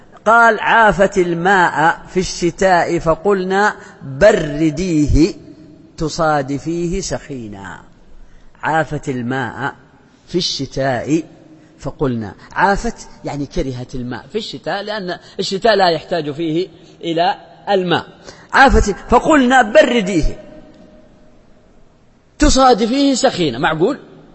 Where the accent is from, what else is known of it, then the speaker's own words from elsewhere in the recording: south, Saudi Arabia; وأنا من الجنوب وأعرف هذا